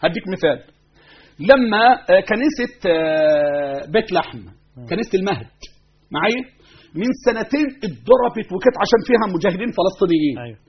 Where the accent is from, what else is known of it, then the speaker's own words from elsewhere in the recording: Egypt; احنا ابناء مصر، احنا وانتو